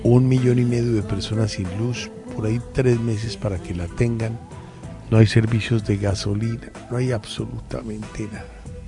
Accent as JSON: {"language": "Spanish", "town": "Medellín", "region": "Antioquia", "country": "Colombia", "said": "Soy una persona de gustos muy extremos y diversos, soy de Medellín."}